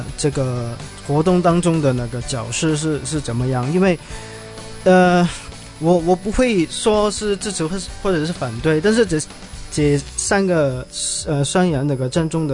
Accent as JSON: {"language": "Chinese", "country": "Hong Kong", "said": "我作为一个香港人"}